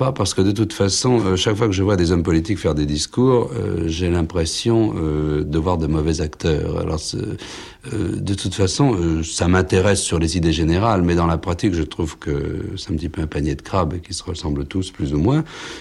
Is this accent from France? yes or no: yes; France; Il est aussi américain, et moi je suis français.